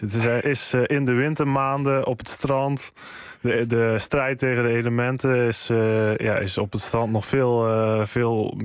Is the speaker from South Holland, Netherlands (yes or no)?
no; Biervliet, Zeeland, Netherlands; now in Eindhoven, Netherlands; Ja, ik woon nu in Eindhoven, maar van origine kom ik ook uit Zeeland, hoor.